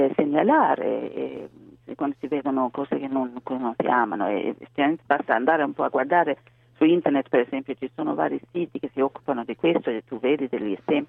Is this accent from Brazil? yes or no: no; Sweden; now in Italy; Svezia, o anzi si parla tantissimo di uguaglianza tra i sessi, è veramente una cosa molto molto forte nel mio paese.